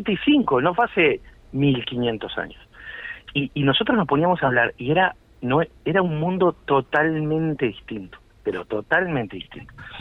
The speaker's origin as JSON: {"language": "Spanish", "region": "Montevideo", "country": "Uruguay", "tie": "born there", "said": "toda mi familia es de Aguascorriente. Yo nací en Montevideo, sí. Porque a mi padre lo trasladaron, mi padre trabajaba en la OCE."}